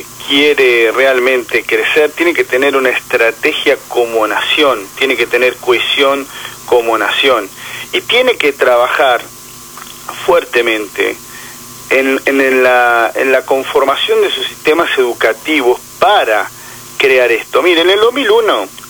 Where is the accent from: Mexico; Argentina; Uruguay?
Argentina; nosotros estemos en un estado de situación como sociedad argentina